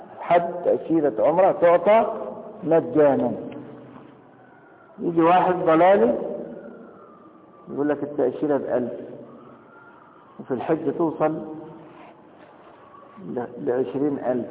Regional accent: Egypt; طب لكن أنا دلوقتي مصري وهخش مكة

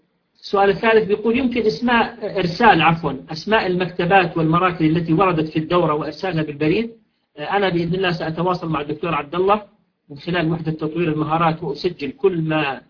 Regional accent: Jordan; عندنا في الأردن حسب معلوماتي يمكن ذلك بكل سهولة ويسر

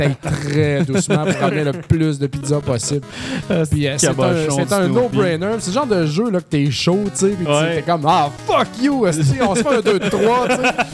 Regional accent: Quebec, Canada; accent: Quebec Beauceron; je viens de dire tripé avec mon accent style Québec-Beauceron, là, mais je peux pas m'en empêcher.

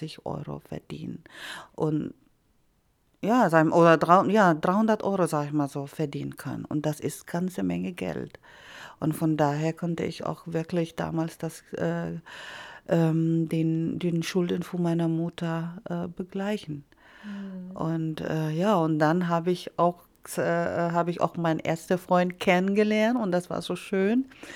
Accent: Philippines; Der war dann halt 4 Tage dann in meiner Heimat geblieben.

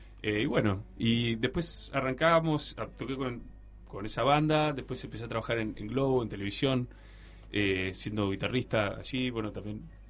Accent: Uruguay; soy de Uruguay, estoy tocando acá.

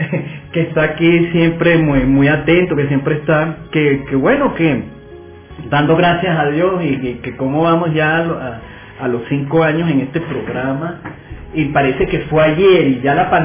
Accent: Caracas, Capital District, Venezuela; born there; Yo soy caraquista de corazón. Porque yo nací aquí en Caracas, todo el mundo lo sabe, ¿no?

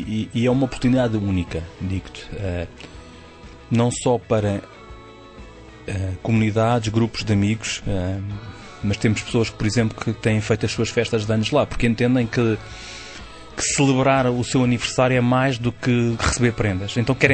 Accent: Portugal; nós, como bons portugueses

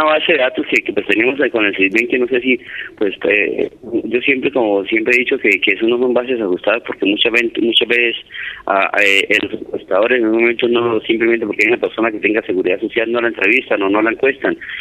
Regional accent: Caparrapí, Cundinamarca, Colombia; aquí yo creo que los cundinamarqueses sepan de que una cuestión importantísima en mi pueblo va a ser la explotación de las minas de carbón

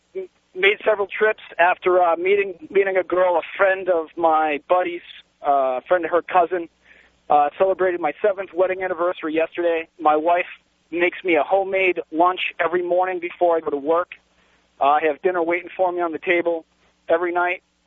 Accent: New England, United States; I grew up in New England.

